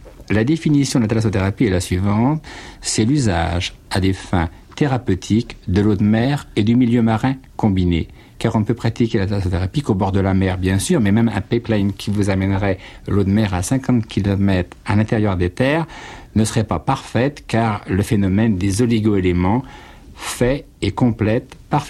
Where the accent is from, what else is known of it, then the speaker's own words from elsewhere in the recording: Brittany, France; avec ce maillot dans ma valise pour rentrer chez moi en Bretagne